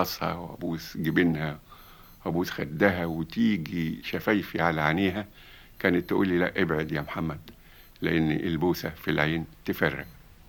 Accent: Egypt; ده كلمة بنقولها إحنا يا مصريين

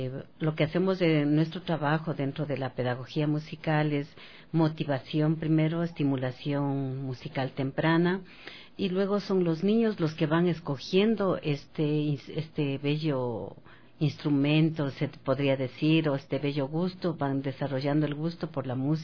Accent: Conocoto, Pichincha, Ecuador; mi pueblo Conocoto estaba rodeado de muchas haciendas, que era la hacienda de Santo Domingo, la hacienda de La Armeña, y muchas otras haciendas que estaban en el Valle de los Chillos.

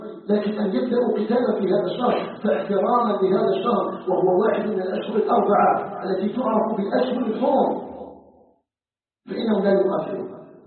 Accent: Algeria; أن يجعل بلدنا الجزائر بلدا آمنا مطمئنا وسائر بلاد

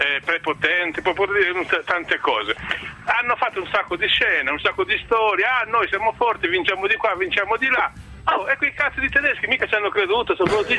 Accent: Sardinia, Italy; now in Milan, Italy; Allora, io sono a Milano ma sono sardo.

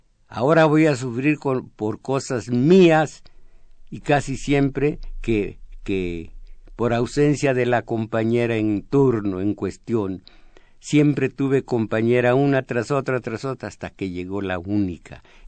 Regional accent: Guadalajara, Jalisco, Mexico; Yo vine de Guadalajara, creí que aquí no se conocía ni siquiera la existencia de Guadalajara

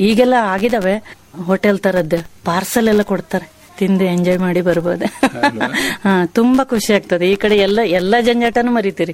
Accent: Shatoddi, Karnataka, India; ಶಾತೋಡ್ಡಿ ಅಂತ ನೀವು ಕೇಳಿರ್ಬೇಕು, ಇವಾಗಿನ ಜೋಗ್ ಫಾಲ್ಸ್ ಇದೆ ನೋಡ್ರಿ, ಅದ್ಲ ಹತ್ರದಲ್ಲೇ ಇತ್ತು ನಮ್ಮೂರು. ಅಲ್ಲಿದ್ದವ್ರು ನಾವು.

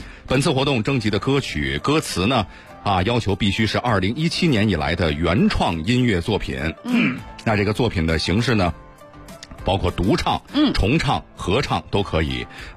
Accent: Beijing, China; 我是北京人

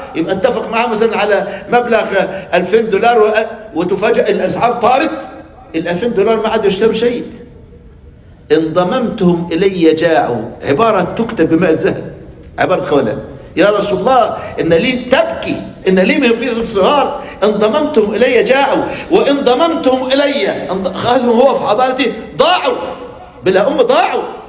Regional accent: Egypt; مثل عندنا في مصر من ساب داره قل مقداره.

